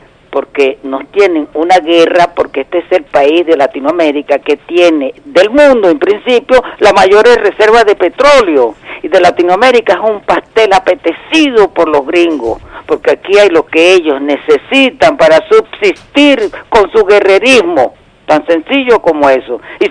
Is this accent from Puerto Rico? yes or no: no; Venezuela; cómo entendernos como venezolanos, como compatriotas